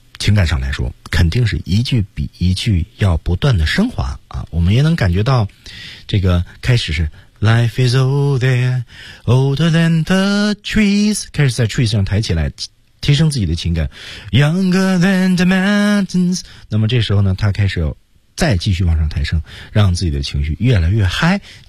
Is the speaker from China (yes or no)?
yes; Beijing, China; 比如说我的家乡其实在北京嘛